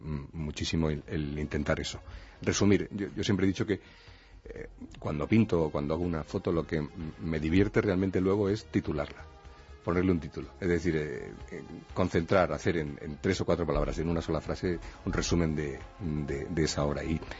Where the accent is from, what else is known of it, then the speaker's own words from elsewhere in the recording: Toledo, Castilla-La Mancha, Spain; now in Madrid, Spain; Yo soy de Toledo, ya lo sabes, muy del interior. Pero Toledo es casi una isla, está rodeada del Tajo por todas partes, menos por una que la une con Madrid, que es donde vivo.